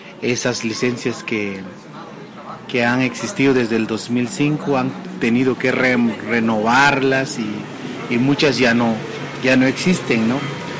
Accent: Guatemala; Yo vengo de Guatemala, del Consejo de Pueblos Mayas de Guatemala.

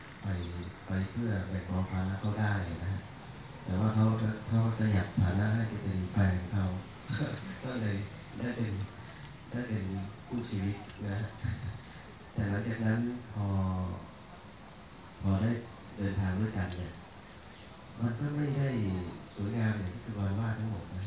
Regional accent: Nakhon Si Thammarat, Thailand; now in Chiang Muan, Thailand; ผมเป็นคนใต้นะขับรถใต้ทะเบียนเชียงใหม่นะชื่อในทะเบียนบ้านอยู่นครศรีธรรมราชนะแต่ว่าเรารู้สึกว่าแผ่นดินนี้มันตรงไหนก็ได้เราจะไปอยู่ก็บ้านผมอยู่ที่อำเภอเชียงม่วนนะ

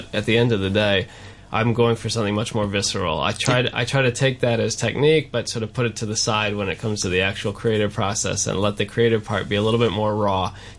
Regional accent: United States; And we are all American, so people ask us here

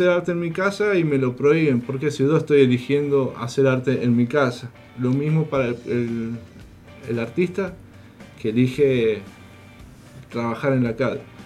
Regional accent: San Juan, Argentina; si somos los artistas sanjuaninos. Somos los actores culturales de la provincia

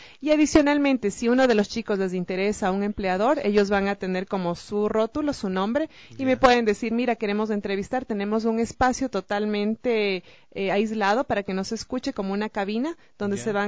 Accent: Ecuador; nos encanta comer como buenos ecuatorianos que somos.

